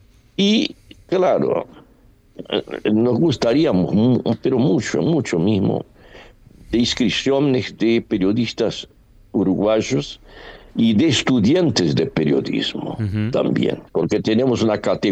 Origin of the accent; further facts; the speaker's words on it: Brazil; Spanish is a second language; Porque no aceptan. ¿Por qué la bandera norteamericana? Somos brasileños.